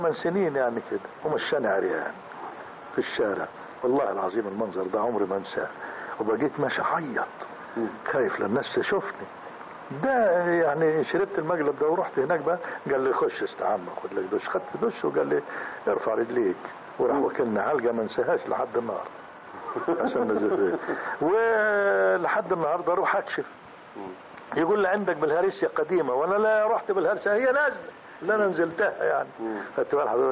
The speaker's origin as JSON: {"language": "Arabic", "town": "Al Minshah", "region": "Sohag Governorate", "country": "Egypt", "tie": "born or raised there", "said": "بلدي بلد الشيخ صديق المنشاوي وابويا المنشاة محافظة سوهاج."}